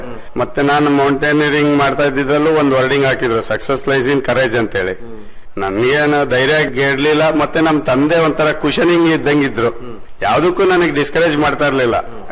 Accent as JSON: {"language": "Kannada", "town": "Sringeri", "region": "Karnataka", "country": "India", "tie": "born or raised there", "said": "ನಾವು ಹುಟ್ಟು ಬೆಳೆದಿದ್ದು ಶೃಂಗೇರಿ ಮಲ್ನಾಡಲ್ಲಿ"}